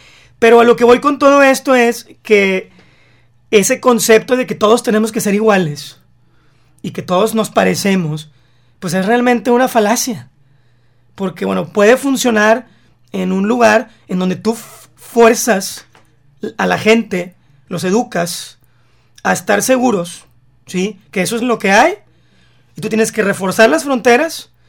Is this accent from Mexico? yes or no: yes; Mexico; somos mexicanos y tenemos características que nos hacen mexicanos.